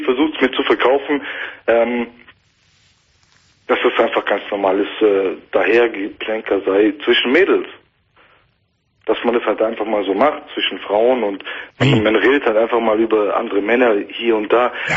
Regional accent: Turkey; Ich bin ein Türke, wird aber null Macho, glaub mir.

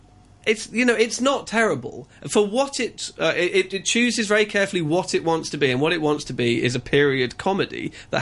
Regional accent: United Kingdom; now in Hong Kong; I'm a British emigrant, but here I'm an immigrant.

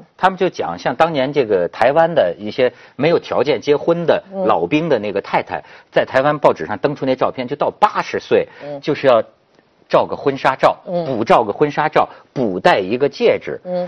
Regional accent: Shijiazhuang, Hebei, China; 哎，就说我老家吧，石家庄吧

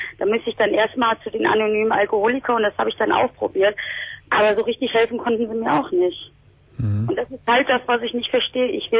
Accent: Essen, North Rhine-Westphalia, Germany; Also ich komme ja aus Essen

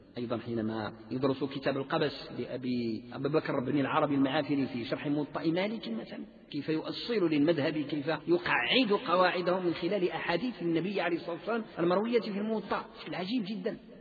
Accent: Morocco; عندنا بالمغرب والأندلس

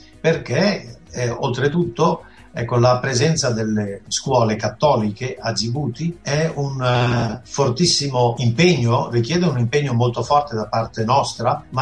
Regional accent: Somalia; Italian is a second language; siccome vengo dalla Somalia dove ho imparato il somalo

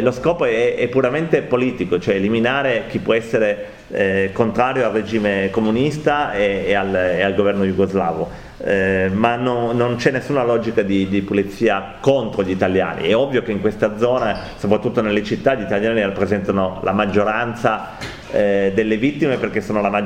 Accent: Piedmont, Italy; io vengo dal Piemonte

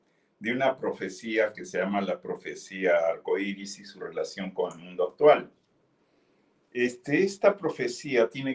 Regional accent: Peru; en mi país de origen, Perú

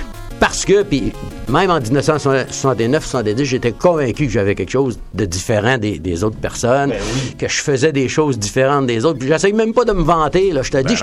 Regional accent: Rouyn-Noranda, Quebec, Canada; Après ça, on faisait nos études secondaires, puis ça l'arrêtait là, chez moi, à Rouyn-Noranda.

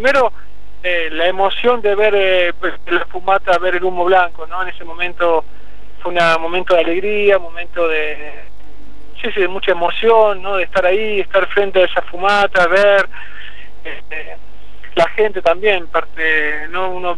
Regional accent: Argentina; a mi diócesis, a mi pueblo, a Argentina, ¿no?

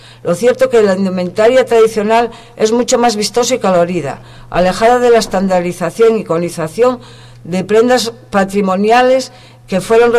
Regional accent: Asturias, Spain; y solo apuntaría como asturiana que me gustaría que alcanzaran la notoriedad que se merecen

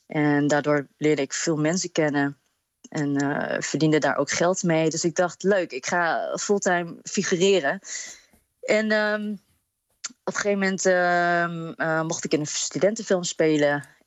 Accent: Apeldoorn, Gelderland, Netherlands; now in Rotterdam, Netherlands; Ik ben geboren en getogen in Apeldoorn.

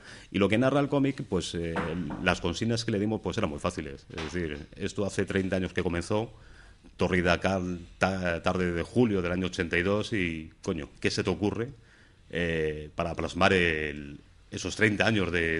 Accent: Madrid, Community of Madrid, Spain; encima somos de Madrid y luego después de Vallecas

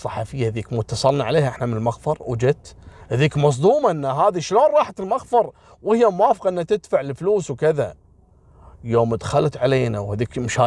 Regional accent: Kuwait; احنا كويتيين قليل في شارع الصحافه

